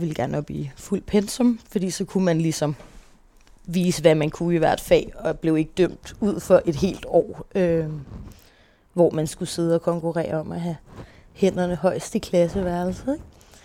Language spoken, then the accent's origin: Danish; Copenhagen, Capital Region of Denmark, Denmark; also born or lived in Faroe Islands / Herning; Når jeg er 3, flytter mig og min mor til København, hvor vi bor. Først lidt på Nørrebro, lidt i Valby, og flytter til sidst til Vesterbro, hvor vi bor indtil jeg er 10 år gammel.